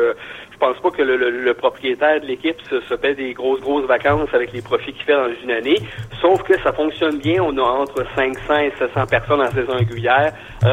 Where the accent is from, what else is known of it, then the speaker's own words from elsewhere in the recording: Granby, Quebec, Canada; Moi, je vais donner l'exemple de mon coin de pays, la région de Granby.